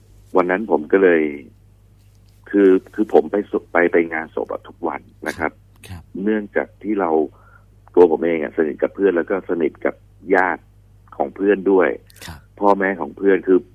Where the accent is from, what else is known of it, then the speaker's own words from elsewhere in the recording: Bangkok, Thailand; พี่เป็นคนกรุงเทพนะคนฝั่งทนอยู่เจริญนคร